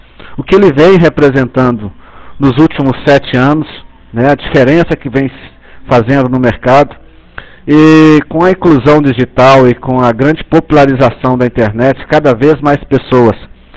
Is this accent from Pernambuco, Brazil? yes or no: no; Belo Horizonte, Minas Gerais, Brazil; sou aqui de Belo Horizonte.